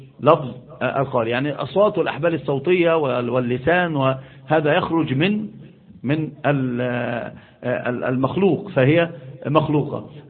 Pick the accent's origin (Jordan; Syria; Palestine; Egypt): Egypt; Upper Egypt; حتى عندنا في الصعيد يقسمون